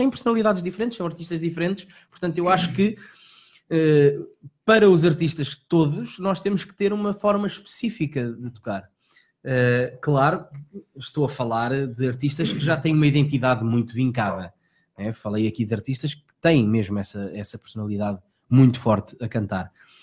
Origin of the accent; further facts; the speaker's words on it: Lisbon, Portugal; O David Cardoso cresceu comigo, estudou comigo, é um amigo lá do meu bairro, é meu irmão lá do bairro da Graça.